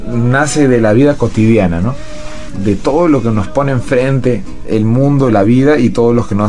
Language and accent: Spanish; Trujillo, La Libertad, Peru; Nací, soy peruano, de Trujillo, en especial una provincia del Perú, la ciudad de la primavera.